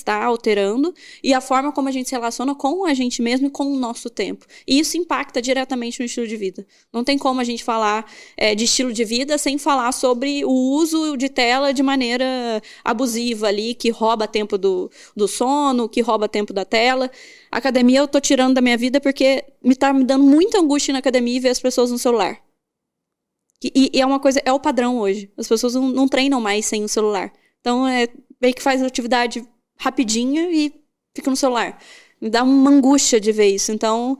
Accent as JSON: {"language": "Portuguese", "region": "Minas Gerais", "country": "Brazil", "said": "E eu, que sou mineira e gosto de conversar"}